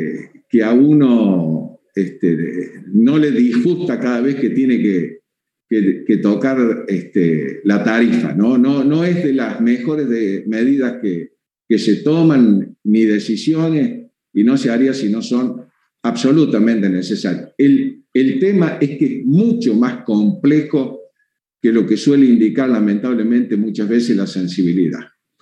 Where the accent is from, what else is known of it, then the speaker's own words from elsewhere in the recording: Cruz del Eje, Córdoba, Argentina; porque yo soy de Cruz del Eje, la 38